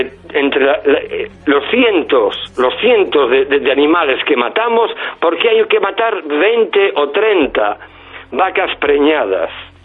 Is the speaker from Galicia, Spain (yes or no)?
yes; Galicia, Spain; yo soy gallego, yo he crecido en el campo, en una granja, aparte que en la época ya, pues era una de las, era la granja más grande de Galicia